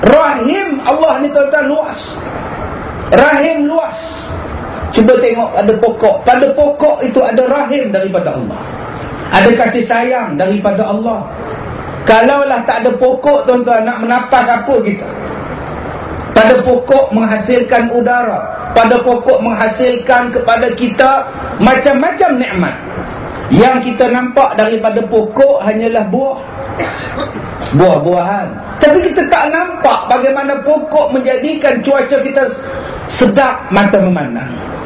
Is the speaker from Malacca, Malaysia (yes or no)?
no; Batu Kurau, Perak, Malaysia; Orang kampung saya, saya orang Batu Kurau